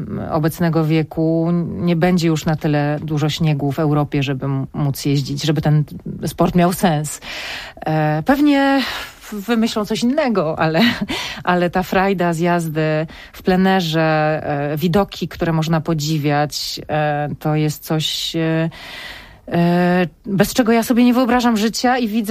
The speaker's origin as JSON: {"language": "Polish", "region": "Silesian Voivodeship", "country": "Poland", "said": "a pochodzimy ze Śląska"}